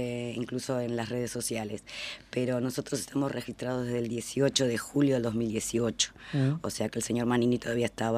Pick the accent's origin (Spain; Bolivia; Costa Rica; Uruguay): Uruguay; Rivera; now in Montevideo, Uruguay; Yo soy de Rivera.